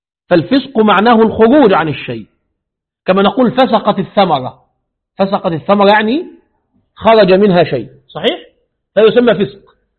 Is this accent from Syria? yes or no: no; Egypt; now in Kazakhstan; عندنا في مصر يفعلون هذا